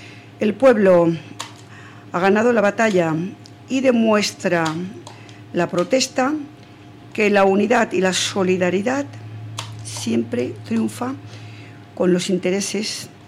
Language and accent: Spanish; Castile, Spain; Como castellana me siento enorgullecida de ello